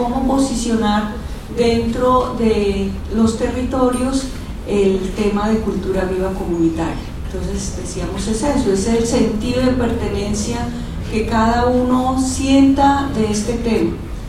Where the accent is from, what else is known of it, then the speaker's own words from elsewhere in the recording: Nariño, Colombia; Nosotros como colombianos también estamos en esas, nos vamos a reacomodar y necesitamos estar muy plantados en nuestros territorios